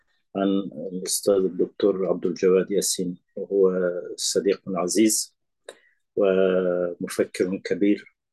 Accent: Afghanistan; Arabic is a second language; وكنت آسف أن عندنا في أفغانستان وفي إيران حتى الآن ما سمعت أن كتاباته ترجمت

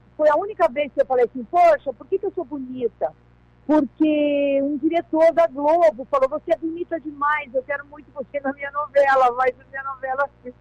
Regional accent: São Paulo, Brazil; also born or lived in Rio Grande do Sul; eu fui criada em São Paulo, eu falo que eu sou paulista, eu adoro ser gaúcha.

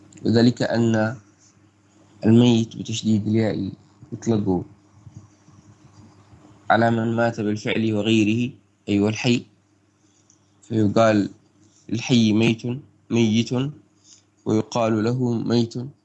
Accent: Yemen; ضاق الوقت عن القراءة بسبب الفجر عندنا في اليمن.

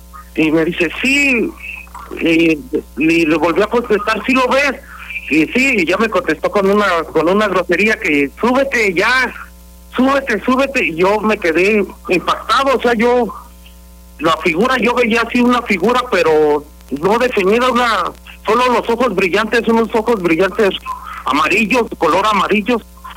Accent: San Miguel, Guanajuato, Mexico; now in Querétaro, Mexico; Yo te estoy hablando de Querétaro, pero soy de San Miguel.

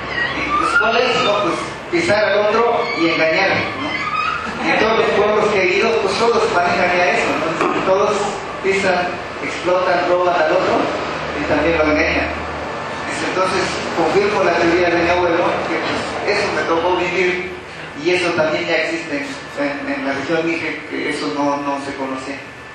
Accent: Oaxaca, Mexico; somos también ahí de la región Mije, y también es un pueblo vecino, y soy de Tama

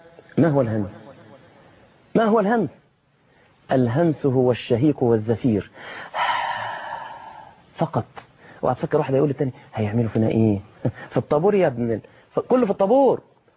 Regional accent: Egypt; عندنا في مصر

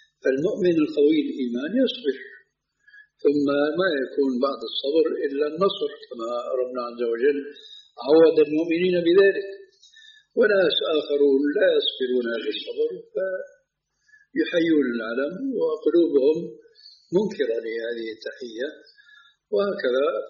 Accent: Syria; now in Jordan; ولو أمثلة هنا في الأردن وفي عندنا في سوريا

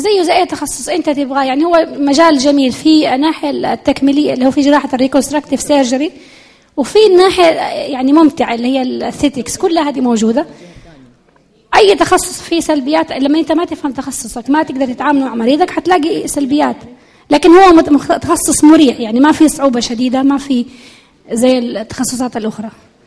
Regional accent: Jeddah, Makkah Province, Saudi Arabia; وأفضل أنه يبدأ عندنا في جدة.

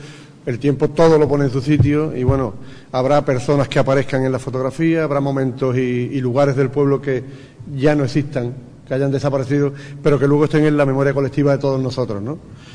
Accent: Ubrique, Andalusia, Spain; la Semana Santa de Ubrique, de mi pueblo

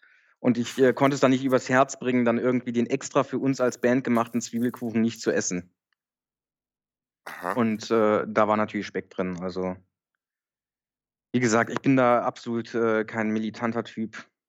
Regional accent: North Rhine-Westphalia, Germany; Ich komme nicht aus Düsseldorf, ich komme genau dazwischen sozusagen.

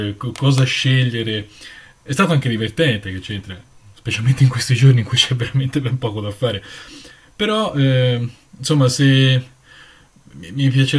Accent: Florence, Tuscany, Italy; ho 32 anni e vengo da Firenze

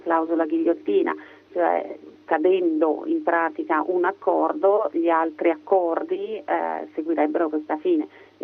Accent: Switzerland; calato in un periodo in cui purtroppo la crisi economica ha toccato tutti, seppur con meno intensità, il mio paese.

